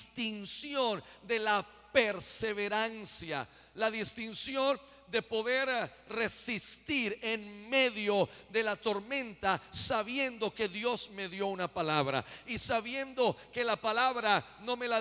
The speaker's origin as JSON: {"language": "Spanish", "country": "Puerto Rico", "said": "yo soy boricua y como el coquí"}